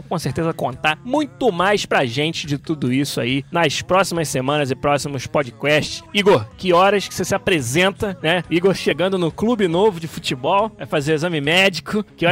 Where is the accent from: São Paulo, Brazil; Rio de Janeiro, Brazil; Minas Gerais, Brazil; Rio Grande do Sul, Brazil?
Rio de Janeiro, Brazil; Niterói; não, eu sou de Niterói.